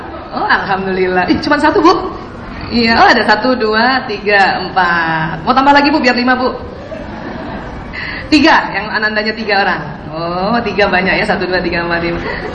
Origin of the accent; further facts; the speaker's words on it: Jakarta, Indonesia; Dari kecil saya di Jakarta sampai SMA di Jakarta. Dulu saya sekolah di Al-Azhar.